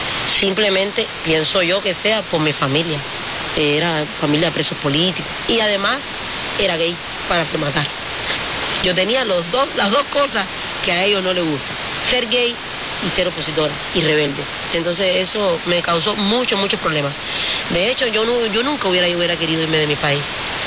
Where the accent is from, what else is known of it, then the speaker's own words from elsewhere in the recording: Cuba; Y toco mucho a veces los puntos de Cuba, lo que está pasando, por ejemplo, en mi pueblo, que se están botando para la calle en estos días.